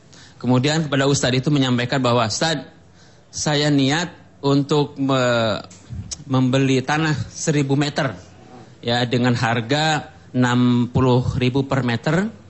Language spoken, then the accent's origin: Indonesian; Bogor, West Java, Indonesia; Saya dari Bogor.